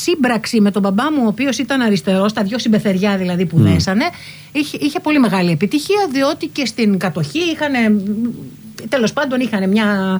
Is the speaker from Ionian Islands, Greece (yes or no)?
no; Tavros, Attica, Greece; Μεγαλώσαμε λοιπόν στον Ταύρο. Γεννηθήκαμε και μεγαλώσαμε στον Ταύρο. Στη δεκαετία του 50, εγώ γεννήθηκα 3 χρόνια μετά, όπου γύρω-γύρω από το σπίτι μας ήταν μόνο παράγκες.